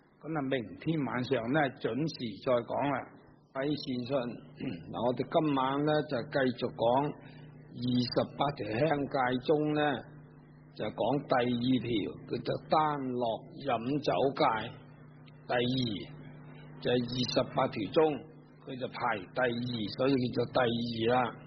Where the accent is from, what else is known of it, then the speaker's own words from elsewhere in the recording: China; 因為我哋中國人有啲咁樣嘅